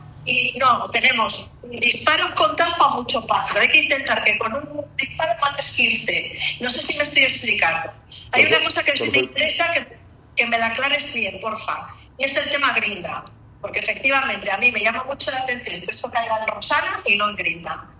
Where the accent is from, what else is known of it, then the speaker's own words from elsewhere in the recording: Bilbao, Basque Country, Spain; sí, soy de Bilbao, aunque tengo doble nacionalidad cántabra, eso es verdad.